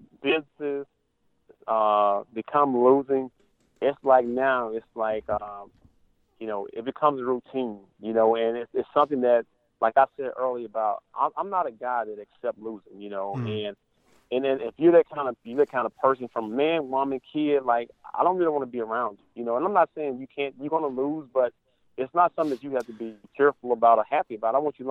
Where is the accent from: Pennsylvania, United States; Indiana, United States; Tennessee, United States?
Tennessee, United States; and I've kind of picked up my home state team, Tennessee Titans